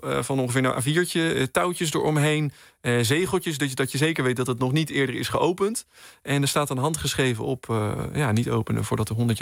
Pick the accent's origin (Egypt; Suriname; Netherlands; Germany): Netherlands; Haastrecht, South Holland; Ja, ik kom dus uit Haastrecht. Ik ben er geboren en getogen.